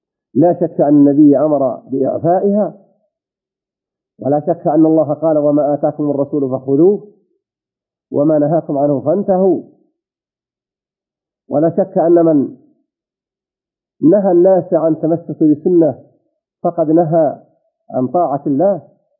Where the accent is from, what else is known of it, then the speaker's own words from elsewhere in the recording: Saudi Arabia; إذا كنت أنت في هذه البلاد، بلدنا المملكة العربية السعودية